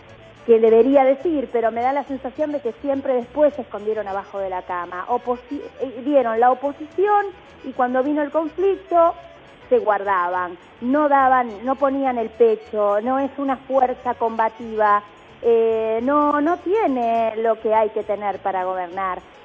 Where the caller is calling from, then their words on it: Olivos, Buenos Aires Province, Argentina; soy de Olivos.